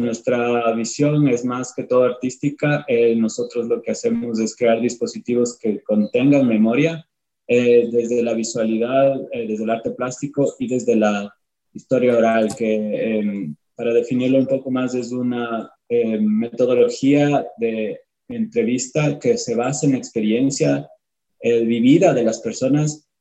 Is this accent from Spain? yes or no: no; Ecuador; also born or lived in United States; nosotros sobre todo hemos estado más que todo activos durante estos últimos 8 años en los Estados Unidos y ahora justamente estamos empezando a regresar porque los dos somos ecuatorianos.